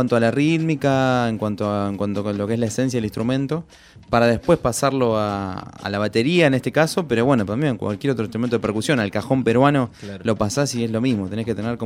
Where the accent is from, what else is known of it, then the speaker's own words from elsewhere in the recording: La Plata, Buenos Aires Province, Argentina; Bueno, bueno, yo soy de La Plata.